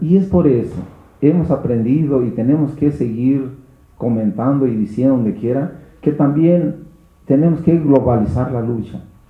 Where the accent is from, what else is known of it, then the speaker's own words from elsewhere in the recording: Mexico; ¿No somos mexicanos para defender nuestra nación?